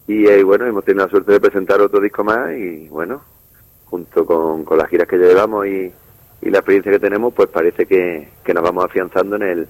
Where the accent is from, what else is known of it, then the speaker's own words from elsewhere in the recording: Andalusia, Spain; somos de Andalucía, ¿no? Uno de Pozo Blanco en Córdoba, otro de aquí de Granada, somos gente de aquí del sur. Y bueno, nos vinimos aquí a Granada buscando un sueño